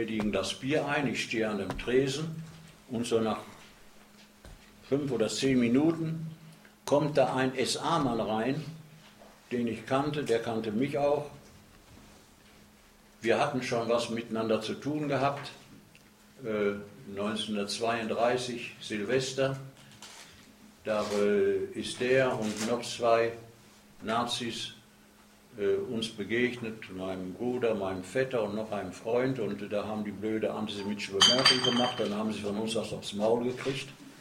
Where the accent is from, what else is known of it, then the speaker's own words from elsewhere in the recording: Dortmund, North Rhine-Westphalia, Germany; born there; Und das ist also in meinem dort in Scharnhorst bei Dortmund, wo ich geboren bin. Da war ich da in einer Bergarbeiterfamilie.